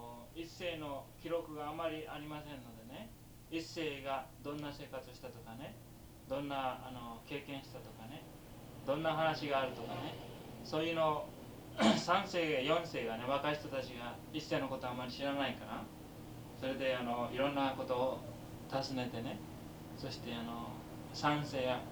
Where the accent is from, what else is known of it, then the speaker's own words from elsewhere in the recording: Kagoshima, Japan; 私は鹿児島です。